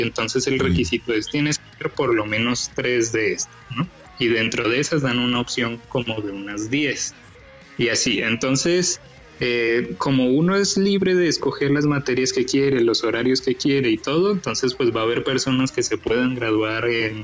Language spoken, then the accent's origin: Spanish; Bogotá, Colombia; born there; Bueno, nací en Bogotá, Colombia, en el 92.